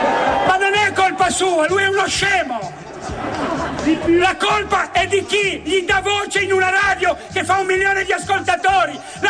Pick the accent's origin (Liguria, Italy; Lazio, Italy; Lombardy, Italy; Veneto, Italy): Liguria, Italy; Genoa; Meno male che io sono di Genova, non butto via niente.